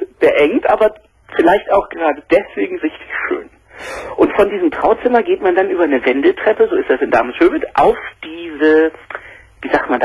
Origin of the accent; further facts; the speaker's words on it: Dresden, Saxony, Germany; born there; Ich bin sogar in Dresden geboren.